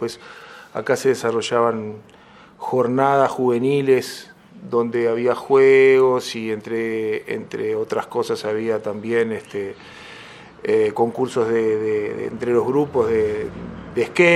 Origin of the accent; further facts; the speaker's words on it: San Ramón, Canelones, Uruguay; also born or lived in Montevideo; en San Ramón, nací, si bien nací en Montevideo, en el Círculo Católico, viví toda la vida acá en San Ramón